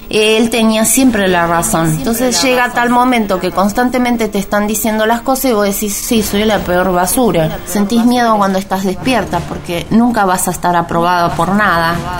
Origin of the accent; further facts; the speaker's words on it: Argentina; vecina, usted me conoce, soy argentina